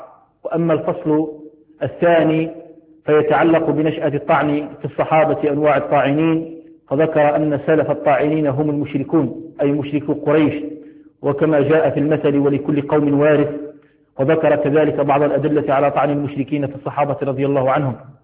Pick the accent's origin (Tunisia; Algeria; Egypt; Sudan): Algeria; حال الأحوال الجوية في بلدنا الجزائر